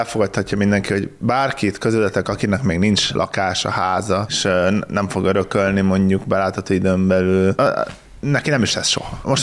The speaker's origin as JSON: {"language": "Hungarian", "town": "Felcsút", "region": "Fejér", "country": "Hungary", "said": "Felcsút az jó hely. Amúgy én is voltam sokszor ott, mert közelében van, szomorú, onnan származom."}